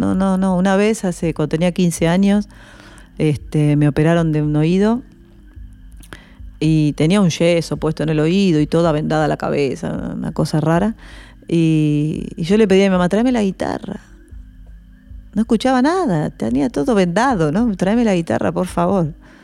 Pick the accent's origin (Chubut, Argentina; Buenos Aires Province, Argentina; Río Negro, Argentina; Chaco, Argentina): Buenos Aires Province, Argentina; La Plata; born there; Sí, nací en La Plata.